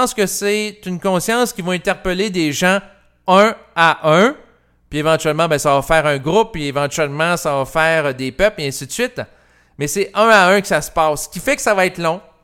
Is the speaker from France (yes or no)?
no; Quebec City, Quebec, Canada; quand j'étais jeune, je vivais à Québec et j'allais à l'hôpital L'Enfant Jésus.